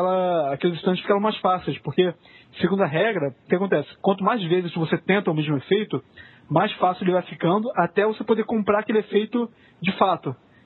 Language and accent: Portuguese; Rio de Janeiro, Brazil; Sou do Rio.